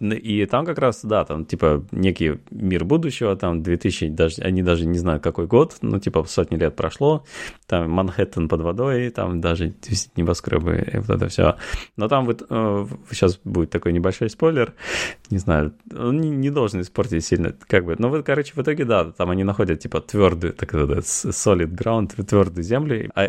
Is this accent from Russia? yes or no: yes; Russia; moved away; я перестал говорить, что я из России